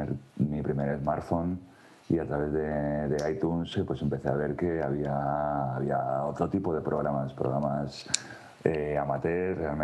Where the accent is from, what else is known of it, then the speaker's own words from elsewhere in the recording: Madrid, Community of Madrid, Spain; now in Colmenar Viejo, Spain; Yo soy de Madrid. Vivo en un pueblo de Madrid, en la sierra, en Colmenar Viejo.